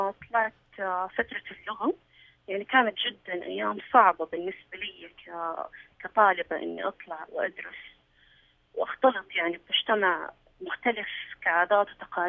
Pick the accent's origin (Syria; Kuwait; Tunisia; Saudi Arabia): Saudi Arabia; موجودة عندنا في السعودية